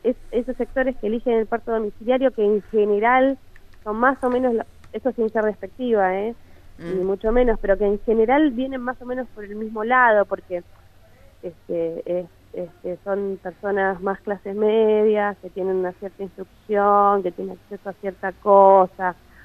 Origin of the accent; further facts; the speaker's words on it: Buenos Aires, Argentina; nosotros somos la mayoría de Capital, de Capital Federal